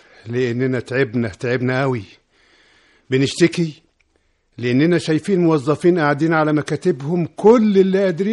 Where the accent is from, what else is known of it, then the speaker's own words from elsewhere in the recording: Ezbet El Khashen, Sharqia Governorate, Egypt; احنا عندنا في قريتنا اللي هي عزبة الخشن مركز بلبيس، البلد عايمة على مية الصرف الصحي